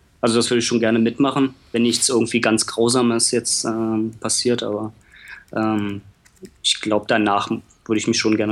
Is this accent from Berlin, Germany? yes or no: yes; Berlin, Germany; moved away; also born or lived in Hannover; Ich komme ursprünglich aus Berlin.